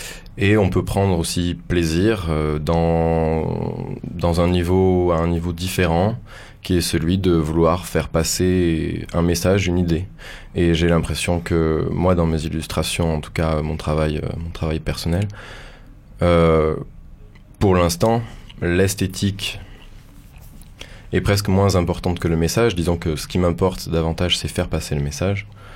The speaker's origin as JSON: {"language": "French", "town": "Toulouse", "region": "Occitanie", "country": "France", "also_born_or_lived": "Paris", "said": "Je suis revenu sur Paris et puis j'ai essayé de quitter Paris plusieurs fois et puis j'y suis parvenu et me revoilà à Toulouse, là d'où je viens."}